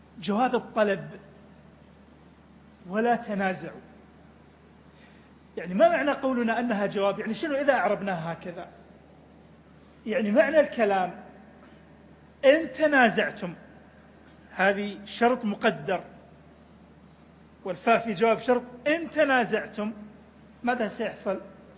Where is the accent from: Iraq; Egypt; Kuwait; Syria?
Iraq; إلى منطقتنا، إلى بلدنا العراق